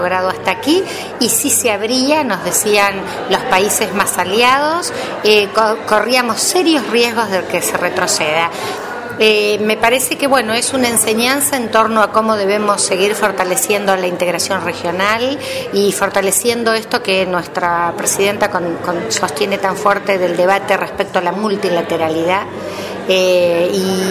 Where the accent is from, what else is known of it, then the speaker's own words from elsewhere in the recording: Argentina; quienes somos argentinas, pero quienes somos parte de esta identidad de la patria grande latinoamericana